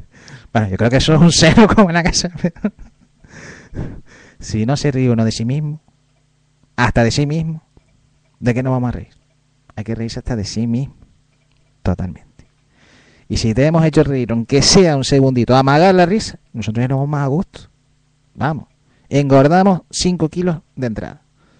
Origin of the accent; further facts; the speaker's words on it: Canary Islands, Spain; Es que nosotros ahí, como somos canarios, ¿eh? Nos cuesta ahí para...